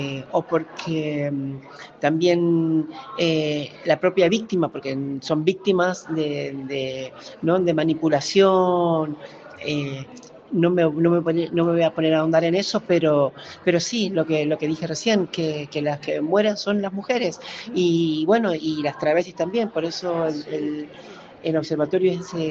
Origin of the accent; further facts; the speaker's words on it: Salta, Argentina; soy una travesti salteña, artista, soy bailarina, actriz, cocinera, también escribo un poco, y activista por los derechos de las personas trans.